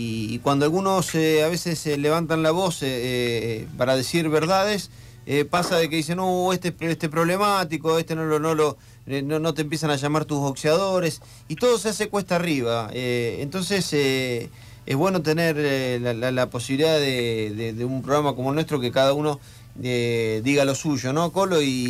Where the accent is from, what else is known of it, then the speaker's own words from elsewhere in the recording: Buenos Aires, Argentina; soy de Buenos Aires